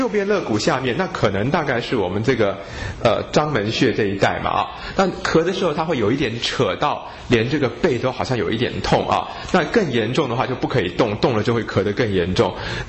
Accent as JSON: {"language": "Chinese", "country": "China", "said": "因为我们中国人对于这个气血的看法啊"}